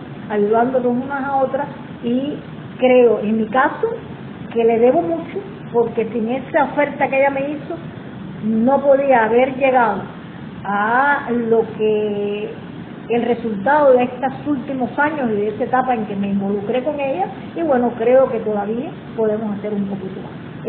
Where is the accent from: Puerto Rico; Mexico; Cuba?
Cuba; Y como cualquier cubano más, significa lo mismo que creo que para la mayoría.